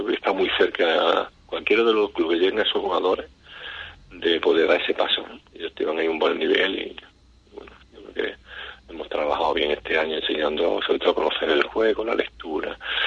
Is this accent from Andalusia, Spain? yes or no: yes; San Fernando, Andalusia, Spain; yo soy de San Fernando